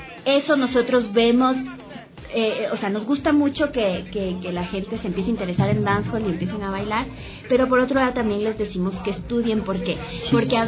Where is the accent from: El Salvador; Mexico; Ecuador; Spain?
Ecuador; nosotros nos vamos a indignar como ecuatorianos